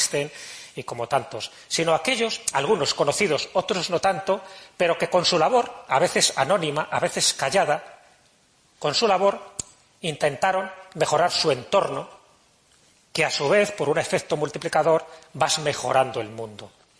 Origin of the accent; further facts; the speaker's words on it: Valladolid, Castile and León, Spain; me siento en mi tierra, en Valladolid.